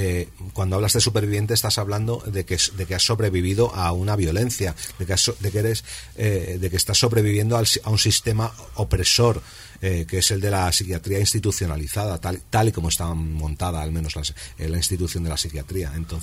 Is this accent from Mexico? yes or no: no; Spain; moved away as an adult; yo no tenía ninguna oportunidad en mi país porque hasta que no cambió mucho las cosas, las oportunidades para los jóvenes eran nulas